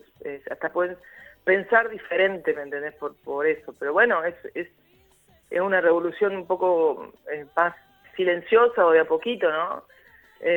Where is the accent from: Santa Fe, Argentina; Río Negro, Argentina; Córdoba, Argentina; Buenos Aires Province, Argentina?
Córdoba, Argentina; Yo soy del interior de Córdoba, no soy de Córdoba capital. Entonces, para cuando yo vine en el 89, terminé el secundario y vine acá y para mí era todo nuevo.